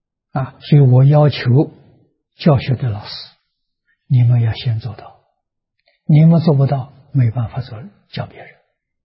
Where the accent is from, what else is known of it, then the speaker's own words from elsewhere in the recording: Tangchi, Anhui, China; 在我的家乡安徽省庐江县汤池小镇，我在做实验